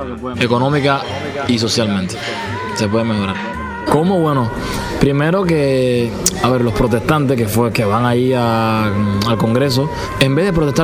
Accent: Cuba; now in Argentina; se lo digo yo que vengo de Cuba.

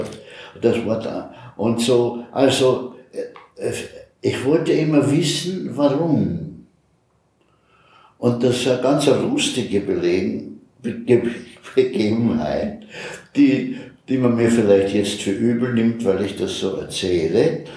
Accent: Graz, Styria, Austria; born there; ja, ich bin in Graz geboren, ganz eine lange Zeit vorher schon, natürlich

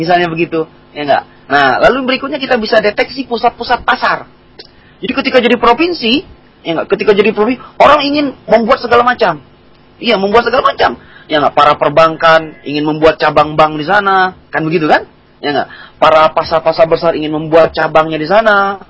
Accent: Bangka, Bangka Belitung, Indonesia; ketika daerah asal saya Bangka melakukan pemekaran yang tadinya sebuah kabupaten yang ikut ke provinsi Sumatera Selatan

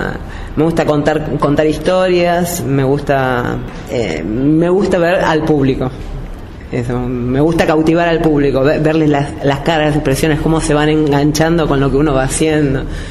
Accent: Argentina; Lo bueno que creo que tenemos como argentinos

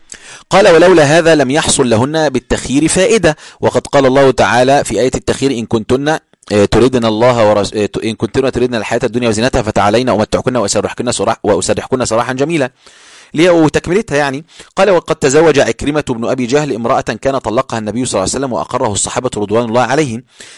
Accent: Egypt; عندنا إحنا عندنا في مصر كلمة بارد يعني ما بيحسش

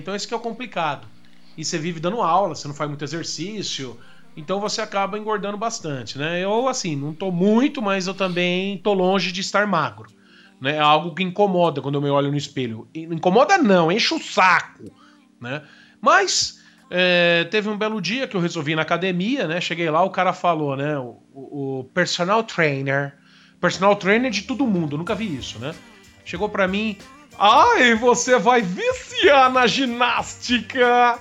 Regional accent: São Paulo, Brazil; born there; Não sei porque eu nasci em São Paulo, tinha que nascer no Rio Grande do Sul.

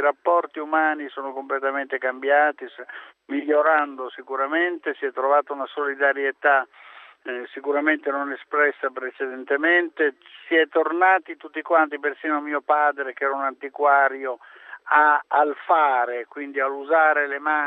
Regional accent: Emilia-Romagna, Italy; ho visto alcuni centri della mia terra, che tra l'altro sono presenti come sfondi in alcuni miei film, spazzati via

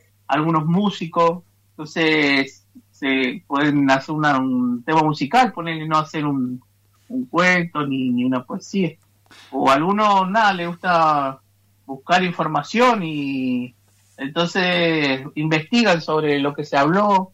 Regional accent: Comodoro Rivadavia, Chubut, Argentina; Soy de acá de Jeiqueque, mal conocido como Comodoro Rivadavia, acá la ciudad pegada al mar, que nació ahí de casualidad, pero acá estamos. Soy mapuche urbano

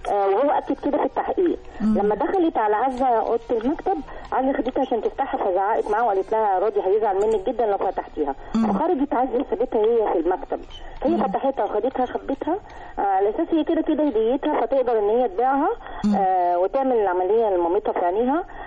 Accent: Giza, Giza Governorate, Egypt

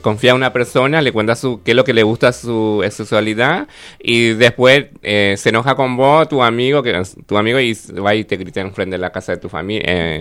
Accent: Paraguay; moved away; Sí, yo vine de Paraguay

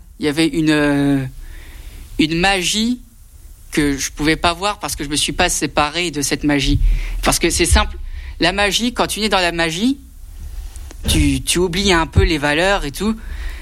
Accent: Grand Est, France; c'est là où j'ai grandi avec ma famille. Quoi, les Vosges, si je dis je viens pas des Vosges, c'est presque un suicide familial.

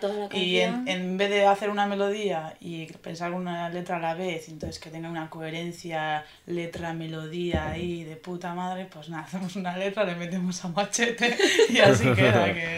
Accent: Basque Country, Spain; Nos sentimos definidas como personas, no somos de Bildu. Somos de aquí, sin más.

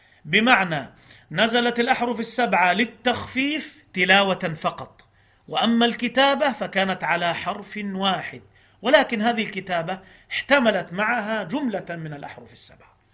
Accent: Egypt; عندنا في مصر كان برنامج زمان

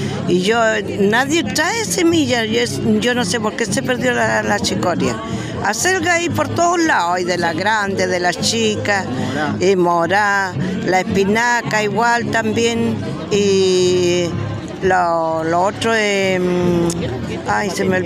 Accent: Tomé, Biobío, Chile; Ya, yo soy de Tomé, de la octava región.

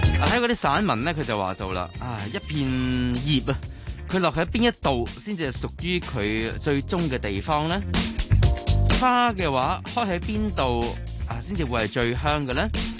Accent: Hong Kong

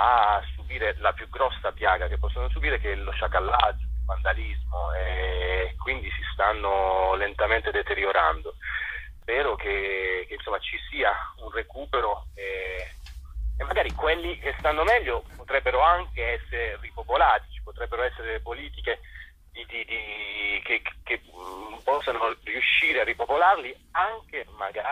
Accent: Bitonto, Apulia, Italy; non dalla Puglia, da Bitonto, il mio paese

